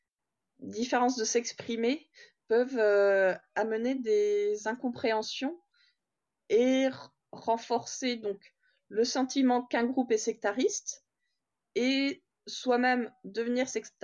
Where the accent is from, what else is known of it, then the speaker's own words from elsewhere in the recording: Bourgogne-Franche-Comté, France; Moi, je viens de Franche-Comté, j'ai vécu en région parisienne, puis dans le sud-est, et dans ces trois endroits, les gens ne s'expriment pas de la même façon.